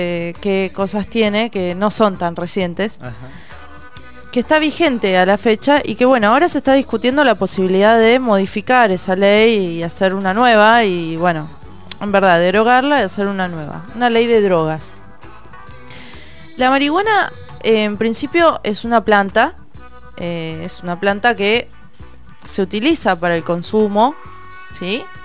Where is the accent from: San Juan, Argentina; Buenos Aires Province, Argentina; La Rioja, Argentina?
Buenos Aires Province, Argentina; La Plata; yo que soy de La Plata.